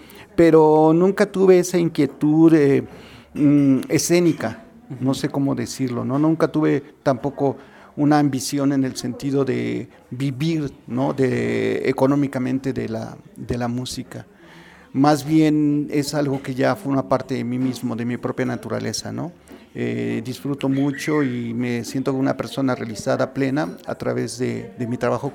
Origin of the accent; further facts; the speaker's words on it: Mexico City, Mexico; now in Amecameca, Mexico; sí, soy originario de la Ciudad de México, pero actualmente vivo acá en Namecameca, Estado de México, aquí cerca de los volcanes, al pie de los volcanes.